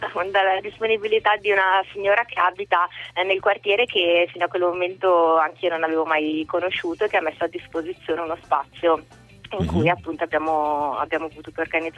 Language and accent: Italian; Varese, Lombardy, Italy; now in Milan, Italy; anch'io non sono di Milano, sono di Varese, vivo a Milano da diversi anni, però in questo quartiere da 2 anni